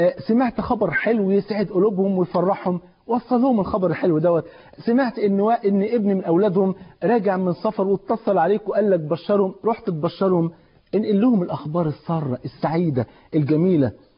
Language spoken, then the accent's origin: Arabic; Egypt; عندنا في مصر